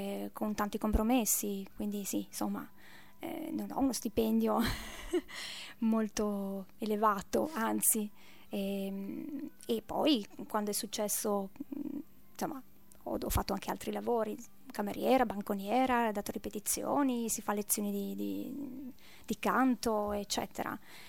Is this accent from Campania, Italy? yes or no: no; Friuli-Venezia Giulia, Italy; born there; io sono nata in Friuli